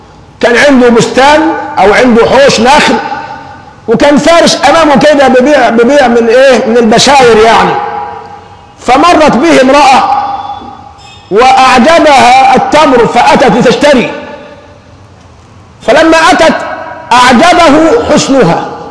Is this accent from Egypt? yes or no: yes; Egypt; يعني عندنا أمران، عندنا كمصريين الفتوى يعني الإجابة فيهم سهلة جدا